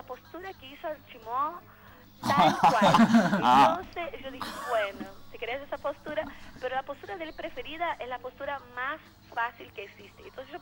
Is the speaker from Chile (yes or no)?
no; Foz do Iguaçu, Paraná, Brazil; born there; Spanish is a second language; Yo nací en Foz do Iguaçu, Cataratas de Iguaçu.